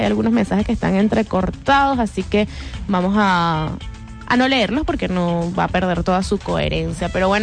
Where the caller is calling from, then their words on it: Valencia, Carabobo, Venezuela; hola, muy buenos días, soy de Valencia